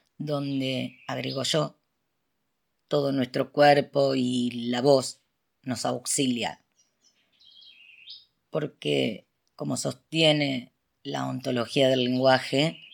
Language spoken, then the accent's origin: Spanish; Rosario, Santa Fe, Argentina; de Rosario, Argentina.